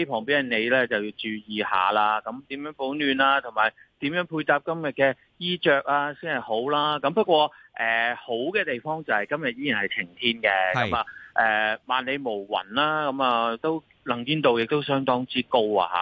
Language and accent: Cantonese; Hong Kong; 作為一個香港人咧